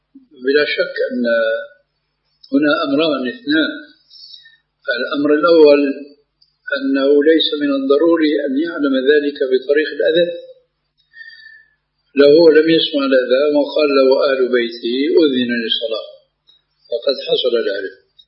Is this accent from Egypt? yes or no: no; Syria; now in Jordan; ولو أمثل هنا في الأردن وفي عندنا في سوريا